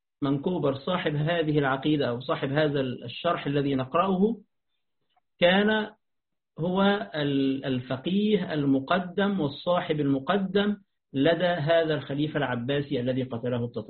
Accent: Egypt; عندنا في مصر يقولون طربوش

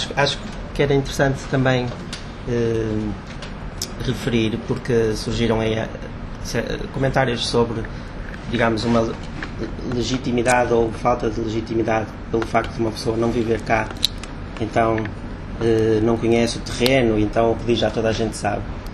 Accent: Portugal; sou português, não vivo em Angola, venho cá períodos mais ou menos 6 em 6 meses, e também estou a fazer um doutoramento em Londres

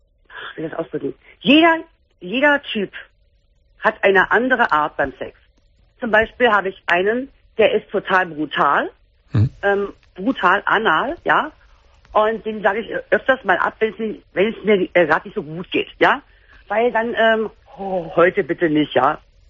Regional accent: Berlin, Germany; ich komme aus Berlin

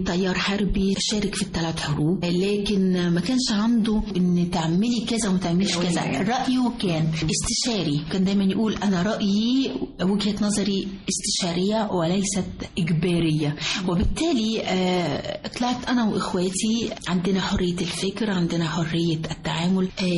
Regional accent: Upper Egypt, Egypt; طبعا أنا فخور أن أنا أكون صعيدية من جنوب مصر

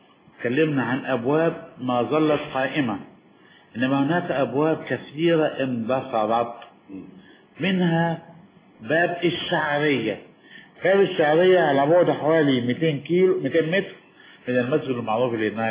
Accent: Damietta, Damietta Governorate, Egypt; أنا دمياطي بس حاسة والله العظيم

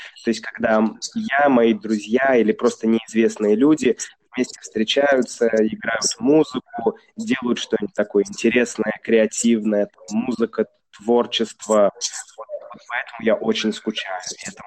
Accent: Saint Petersburg, Russia; Я же из Санкт-Петербурга, там черника, брусника, вот все эти лесные ягоды, ягоды из леса.

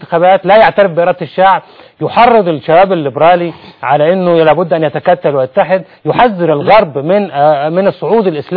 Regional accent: Egypt; يعني هذه قضية غير مطروحة أصلا عندنا في مصر

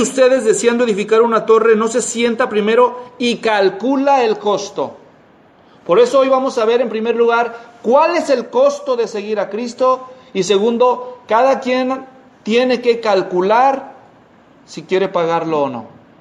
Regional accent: Guadalajara, Jalisco, Mexico; En Guadalajara, de donde yo soy, hay un tianguis

